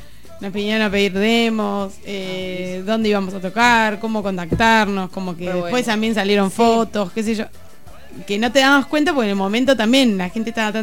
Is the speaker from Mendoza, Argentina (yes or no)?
no; Chubut, Argentina; como somos de Chubut, nos salió la movida de ir a tocar primero a Trelew